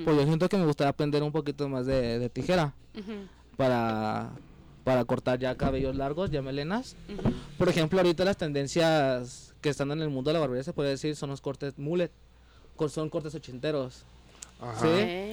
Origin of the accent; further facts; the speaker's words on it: Guadalajara, Jalisco, Mexico; Bueno, yo soy de Oblatos, yo soy de Oblatos, pero allá radico, allá para el lado de Puente Grande.